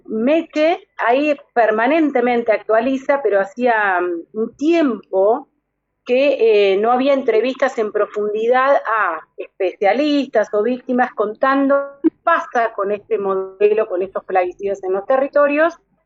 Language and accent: Spanish; Pergamino, Buenos Aires Province, Argentina; born there; now in Exaltación de la Cruz, Argentina; yo vivo en un territorio fumigado, nací en un territorio fumigado, yo nací en Pergamino y vivo actualmente en Exaltación de la Cruz.